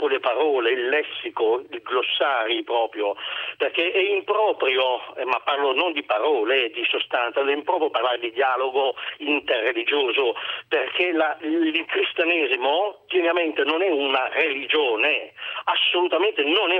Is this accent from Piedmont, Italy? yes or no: yes; Turin, Piedmont, Italy; Sono torinese, Palazzo Campana, laureato, anni 65.